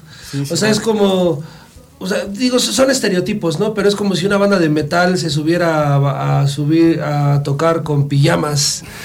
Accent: Cuautla, Morelos, Mexico; De Cuautla, yo vengo de Cuautla.

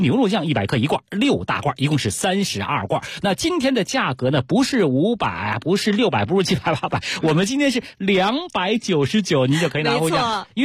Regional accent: Beijing, China; 我们北京人特别爱吃红烧味的啊。

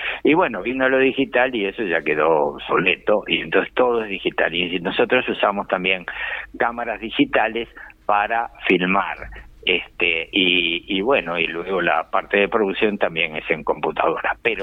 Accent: Uruguay; Como uruguayos, tanto en, yo qué sé, pintura, cultura o animación

